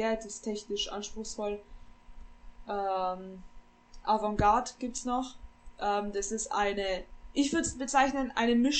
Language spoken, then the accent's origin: German; Romania; Eine Folk Metal Band zum Beispiel aus Rumänien, wo ich herkomme